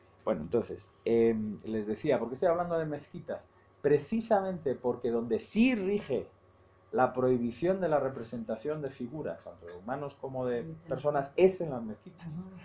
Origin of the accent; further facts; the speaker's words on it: Seville, Andalusia, Spain; Ahí en mi tierra, en Sevilla